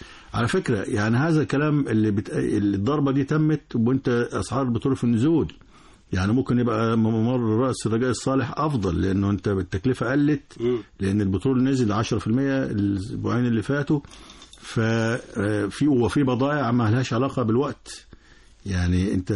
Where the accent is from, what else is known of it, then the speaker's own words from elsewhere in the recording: Egypt; بالنسبة لنا يعني كمصري أو كعربي مؤجلة دلوقتي